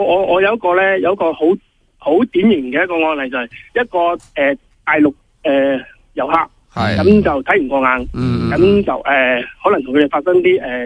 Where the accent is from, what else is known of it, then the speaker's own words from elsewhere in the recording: Hong Kong; 我哋作为香港人咧，一定要企出嚟咯。